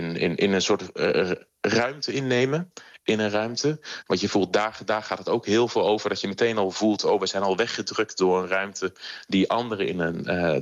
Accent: Netherlands; Maar ja, ik blijf een Nederlander die daar 1,5 jaar is geweest

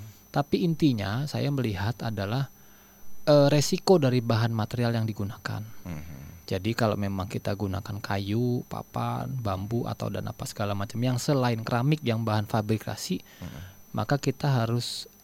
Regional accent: Pekalongan, Central Java, Indonesia; Kalau di daerah, saya, istri saya Solo, saya asli Pekalongan.

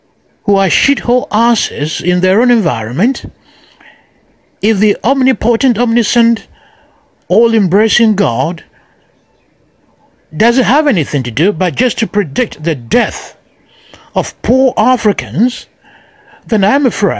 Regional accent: Ghana; now in United States; I'm a Ghanaian. I live in America.

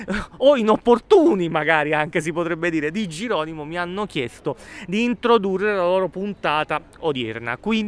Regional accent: Torre del Greco, Campania, Italy; io sono di Torre del Greco, esattamente a metà tra Napoli e Pompei

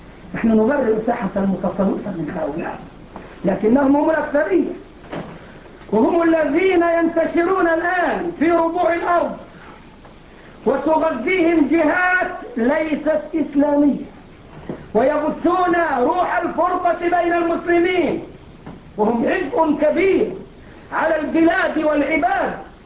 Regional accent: Egypt; اللي بيعملوا الموالد عندنا في مصر

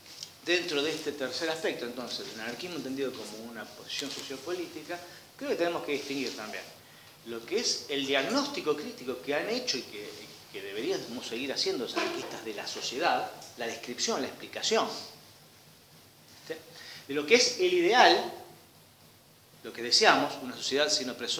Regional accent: Argentina; Juan Pérez, que vive en Ushuaia, Cacho González, que vive en Jujuy, y yo somos argentinos

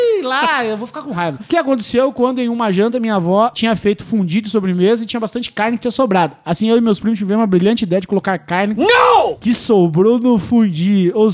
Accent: Paraná, Brazil; Eu sou do Paraná, ninguém come pão de olho, não, cara.

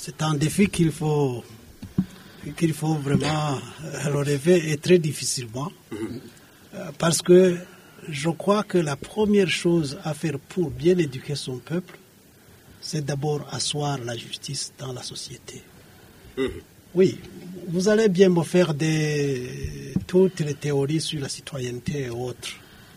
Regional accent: Burundi; je suis citoyen du Burundi, j'aime mon pays

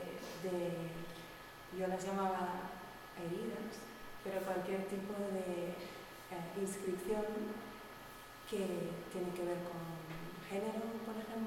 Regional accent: Spain; first language ca; Spanish is a second language; habla en catalán, que es mi lengua materna, entonces es para mí la más corta, la que no me da tiempo a pensar

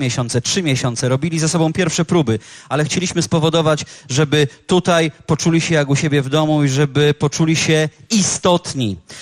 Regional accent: Łódź, Łódź Voivodeship, Poland; ten zespół pochodzi z mojego rodzinnego miasta. Jak ja to zawsze mówię, trudny to teren, ale teren, w którym warto było się wychowywać, warto było się urodzić

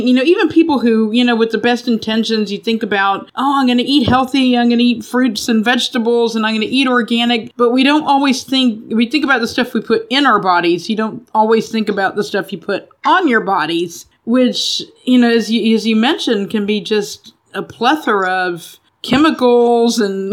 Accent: Texas, United States; I grew up in Texas. There are a lot of oil refineries there.

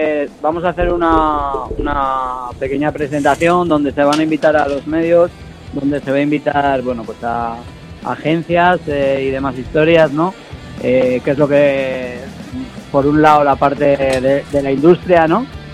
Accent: Teruel, Aragon, Spain; No, nosotros somos de Teruel.

